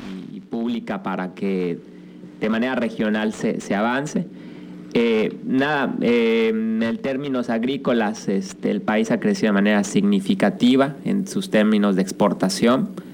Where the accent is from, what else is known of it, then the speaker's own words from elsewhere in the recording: Mexico; nosotros como mexicanos a veces no vemos